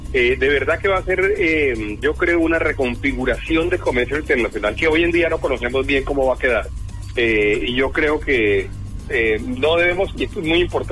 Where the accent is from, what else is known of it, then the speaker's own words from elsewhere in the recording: Colombia; ¿Y cómo vamos nosotros como colombianos a ser capaces de seguir vendiendo nuestros productos?